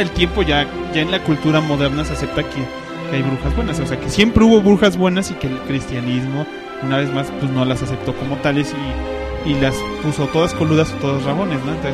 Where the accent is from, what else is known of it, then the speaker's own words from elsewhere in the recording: Mexico; aquí nosotros somos de México